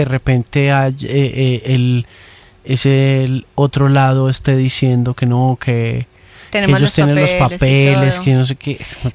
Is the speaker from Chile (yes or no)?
no; Colombia; el amor profundo que tenemos por esa marca como colombianos